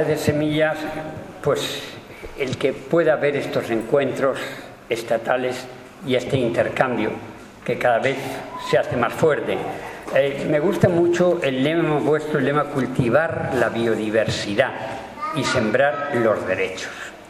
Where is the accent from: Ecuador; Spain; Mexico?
Spain; moved away as an adult; also born or lived in United States; por una serie de razones también políticas, me fui de España y hice otro doctorado en genética en Estados Unidos.